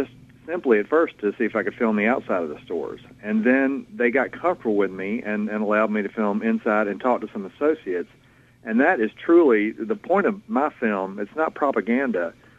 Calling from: Augusta, Georgia, United States; And, you know, I'm calling you from Augusta, Georgia

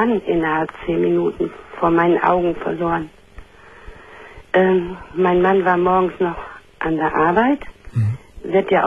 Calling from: Gummersbach, North Rhine-Westphalia, Germany; Ja, ich rufe von Gummersbach.

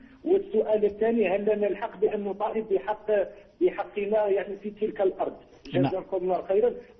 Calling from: Algeria; أبي رحمه الله أعطاها في حياته قطعة أرض لكي تبني في بلادنا الجزائر

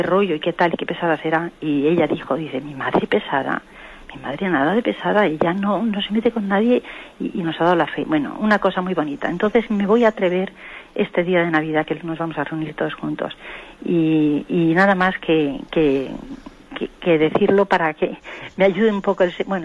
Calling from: Madrid, Community of Madrid, Spain; de Madrid.

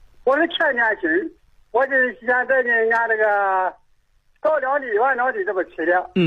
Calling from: Changtu, Liaoning, China; 我辽宁长途县。

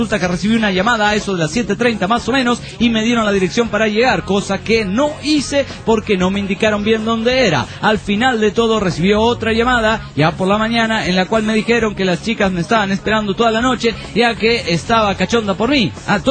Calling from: Pucallpa, Ucayali, Peru; de Pucallpa, Perú.

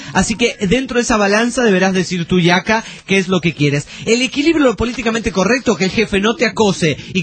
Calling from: Veracruz, Mexico; Soy de Veracruz, México.

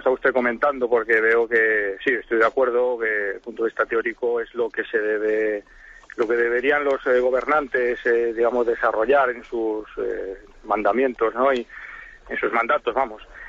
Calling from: Zaragoza, Aragon, Spain; de Zaragoza.

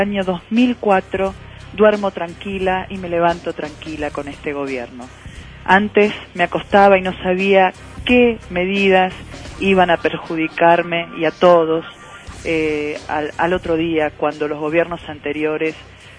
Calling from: La Matanza, Buenos Aires Province, Argentina; de Matanza.

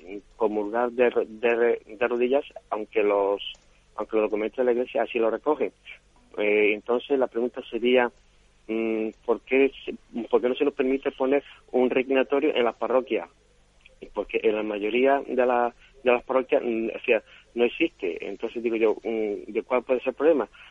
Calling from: Málaga, Andalusia, Spain; Soy de aquí, de Málaga, y feliz año nuevo.

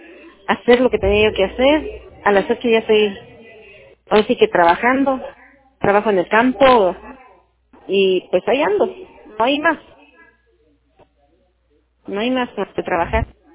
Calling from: Huajuapan de León, Oaxaca, Mexico; Estoy hablando a Huajuapan de León, Oaxaca.

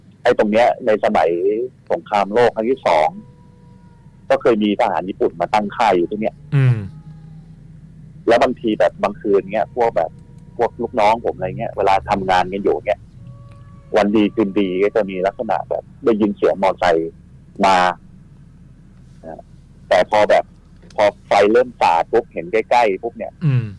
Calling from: Don Mueang, Bangkok, Thailand; ดอนเมืองครับ

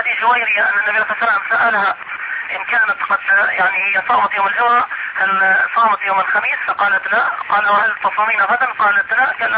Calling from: Mecca, Makkah Province, Saudi Arabia; شيخ انا بكلمك يعني من مكة

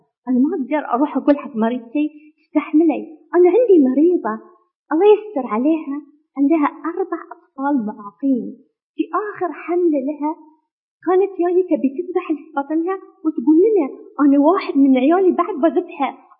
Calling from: Bahrain; إحنا في البحرين ما عندنا قانون حق الإجهاض

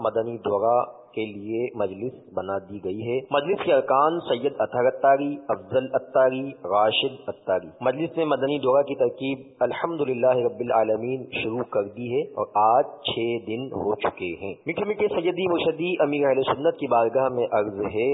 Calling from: Karachi, Sindh, Pakistan; پاک نوحی کابینہ, ڈویژن نگاہ مرشد, علاقہ زیائی, باب المدینہ, کراچی سے عرض گزار ہوں.

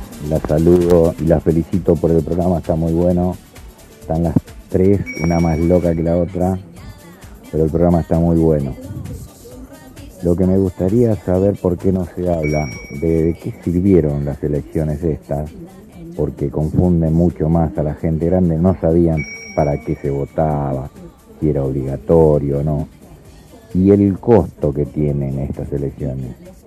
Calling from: Quilmes, Buenos Aires Province, Argentina; de Quilmes, del barrio El Dorado.

